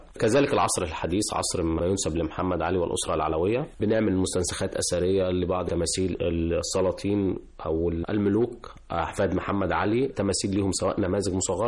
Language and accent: Arabic; Egypt; طبعا احنا كمصريين فخورين بتاريخنا في جميع المراحل المختلفة